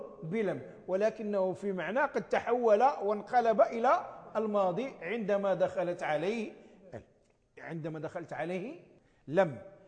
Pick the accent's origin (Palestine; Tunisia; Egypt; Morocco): Morocco; نسميها نحن في عرفنا عندنا في المغرب نسميها لا الناهية،